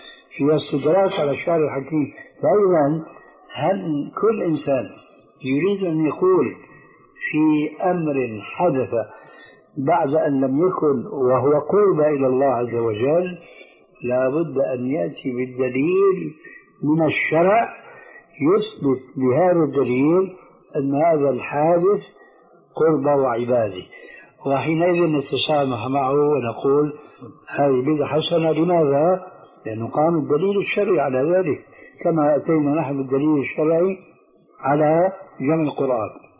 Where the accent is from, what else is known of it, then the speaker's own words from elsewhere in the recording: Syria; وعمر يلا كما يقولون عندنا في سوريا أدنى اليهود